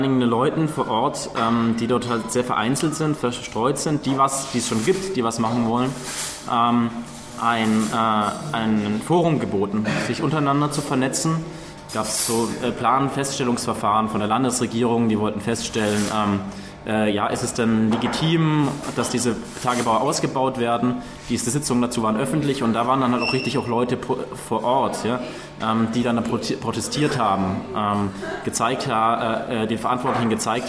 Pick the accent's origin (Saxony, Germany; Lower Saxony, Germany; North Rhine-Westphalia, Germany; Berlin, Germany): Berlin, Germany; Ich komme aus Berlin.